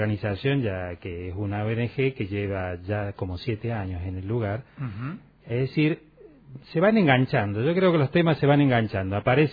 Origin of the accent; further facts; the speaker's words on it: Córdoba, Argentina; Yo vengo de Córdoba capital, eso sí. Hablábamos hace un rato, cuando vine a parar al valle, del año 90